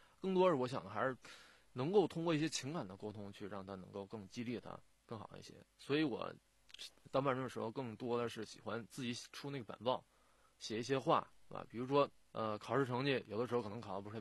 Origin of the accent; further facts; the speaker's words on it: Daxing, Beijing, China; 大兴也是我的家乡算作